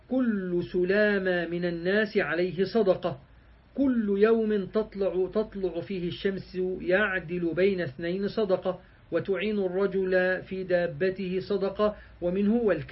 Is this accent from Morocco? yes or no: no; Egypt; اللي هي بنسميها احنا عندنا في مصر الشوربة